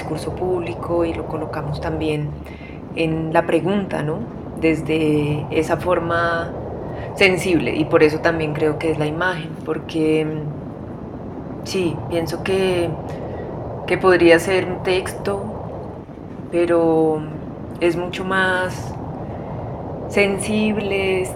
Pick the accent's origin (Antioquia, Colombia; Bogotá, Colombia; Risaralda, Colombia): Bogotá, Colombia; somos de aquí, de Bogotá